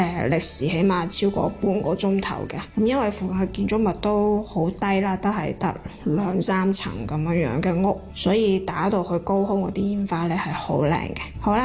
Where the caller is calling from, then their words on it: Netherlands; 三位主持同埋听众大家好，我是荷兰的